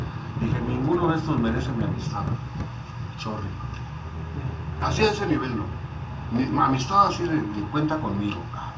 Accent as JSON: {"language": "Spanish", "region": "Sinaloa", "country": "Mexico", "also_born_or_lived": "Ciudad Juárez", "said": "porque soy de Sinaloa, o porque vengo de Juárez."}